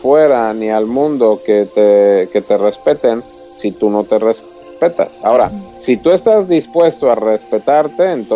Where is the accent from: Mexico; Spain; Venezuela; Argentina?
Mexico; yo también soy mexicano